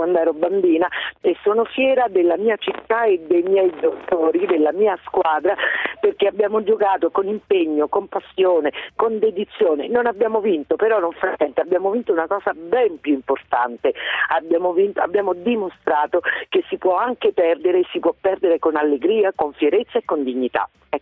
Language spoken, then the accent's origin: Italian; Frosinone, Lazio, Italy; Buongiorno, io sono di Frosinone